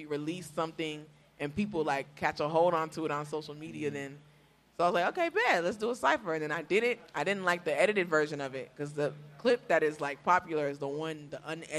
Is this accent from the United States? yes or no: no; Nigeria; I'm from Nigeria, born and raised. I'm Edo, which y'all probably don't even know what that means, but it's a tribe.